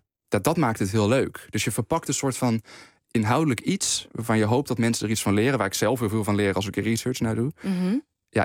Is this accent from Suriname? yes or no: no; Veenendaal, Utrecht, Netherlands; Ik ben in Veenendaal opgegroeid op een school gezeten die, dat noemen ze op reformatorische grondslag.